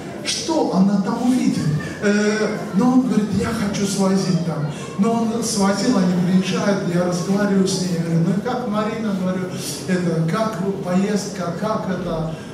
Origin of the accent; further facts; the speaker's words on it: Bryansk, Bryansk Oblast, Russia; от Москвы до, это я сам из Брянска, да, не умещается.